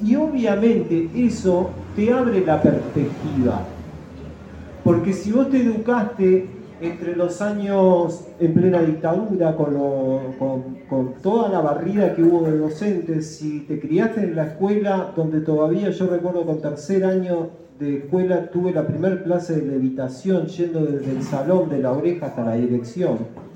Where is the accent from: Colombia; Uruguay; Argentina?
Uruguay; un documento que ayer decía que éramos orientales y hoy dice que somos uruguayos.